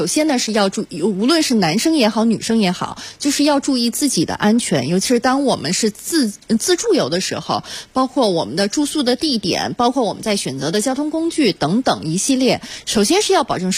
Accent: Beijing, China; 我就是来自于北京。

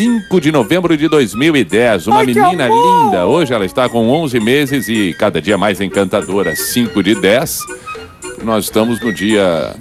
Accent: Novo Hamburgo, Rio Grande do Sul, Brazil; sou de Novo Hamburgo, tenho 24 anos.

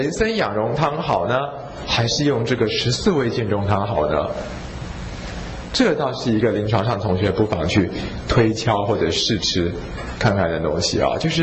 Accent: Taiwan; 但是我觉得作为一个台湾人哦，大部分的时候我们都会败给恐惧

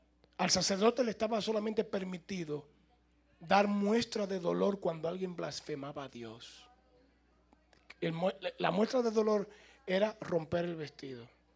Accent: Santo Domingo, Dominican Republic; salió un avión de Nueva York para Santo Domingo, mi tierra.

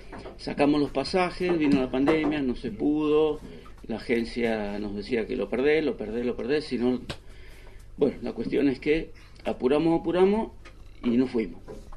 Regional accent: Mendoza, Argentina; born there; soy nacido en Mendoza.

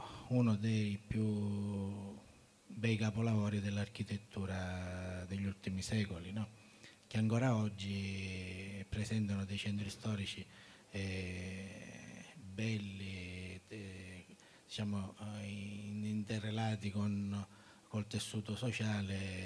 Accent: Catania, Sicily, Italy; vengo da Catania, che come sapete è una terra abbastanza che trema

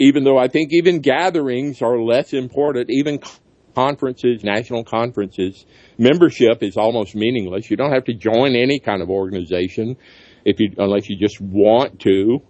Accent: Alabama, United States; And even in my home state in Alabama, all the three biggest newspapers were all owned by Sam Newhouse

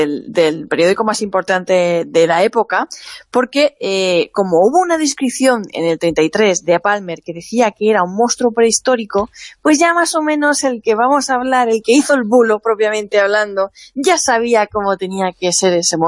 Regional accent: Monforte de Lemos, Galicia, Spain; Yo soy de Monforte y también tengo mi monstruo ballenero y muy orgullosa de ser ballenera.

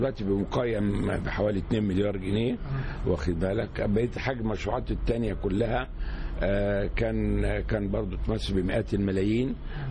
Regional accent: Egypt; قلت ليه إحنا كمصريين ما يبقاش عندنا مستعدين المصانع

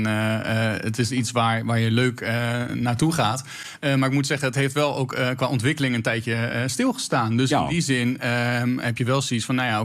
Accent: Harderwijk, Gelderland, Netherlands; Overal waar ik kom, als mensen vragen waar kom je vandaan en je zegt Harderwijk, is de eerste reactie

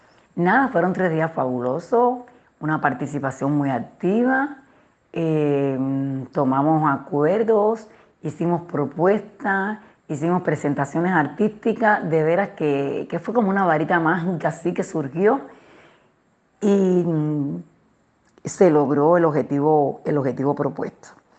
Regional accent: Cuba; quiero aprovechar este programa para explicar que en mi país hay una tranquilidad ciudadana inmensa. Puede haber cualquier problema que no es representativo, por cosas, por todo el trabajo subversivo que se hace contra la isla, pero en Cuba

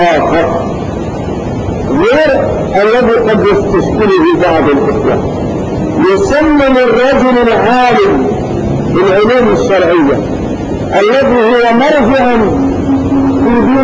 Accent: Morocco; في بلادنا المغرب

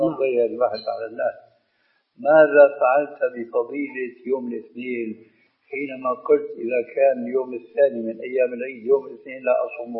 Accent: Syria; بس بدنا كما يقولون عندنا في الشام بدنا نصدق

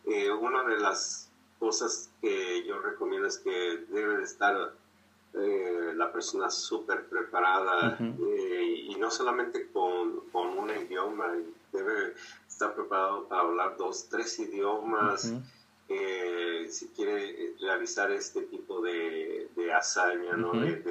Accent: Mexico; tenemos como mexicanos nos pintan de cierta manera en el extranjero

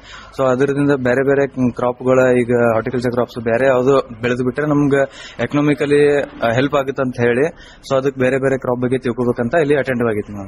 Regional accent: Bijjargi, Karnataka, India; ನಮ್ಮೂರು ಬಿಜ್ಜಿರ್ಗಿ

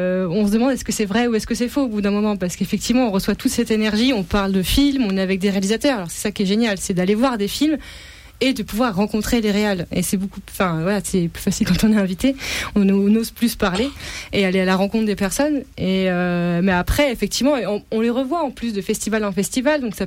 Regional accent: France; mais en tant que Français, on se sent à l'aise.

